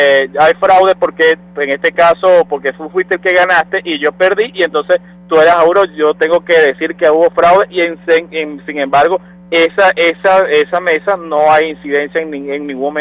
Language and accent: Spanish; Amazonas, Venezuela; yo, a pesar de que soy abogado y soy del estado de Amazonas, soy un indígena varé